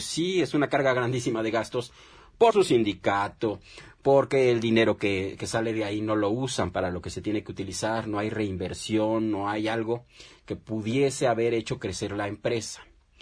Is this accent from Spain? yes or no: no; Mexico; nosotros como mexicanos, y lo decíamos en el programa pasado